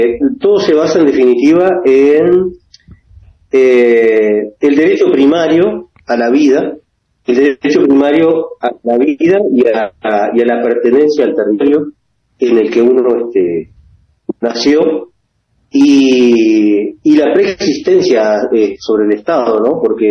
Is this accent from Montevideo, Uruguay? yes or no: no; Pando, Canelones, Uruguay; vivo en Roma. Soy originario de Pando, sí, soy originario de Pando. Mi ancestría viene de Durazno, mi abuela era de allá de Durazno, de Sarandí Grande, de aquella zona.